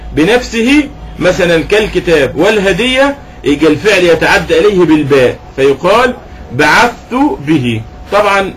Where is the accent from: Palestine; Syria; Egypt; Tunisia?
Egypt; احنا معروف عندنا في مصر اللبن الايه اللبن الرائب